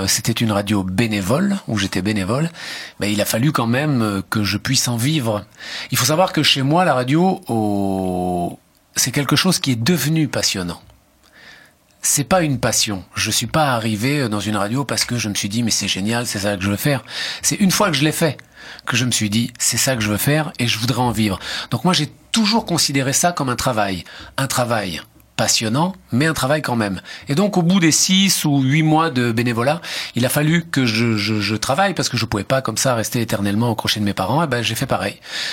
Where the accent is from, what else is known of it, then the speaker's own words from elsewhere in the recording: Italy; comme j'habitais, c'était à Menton, à la frontière italienne, et que donc je suis italien